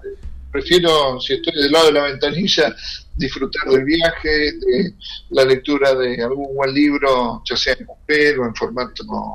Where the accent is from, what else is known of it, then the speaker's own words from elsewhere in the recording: Argentina; sean del mismo país como nuestro, Argentina, o de otros países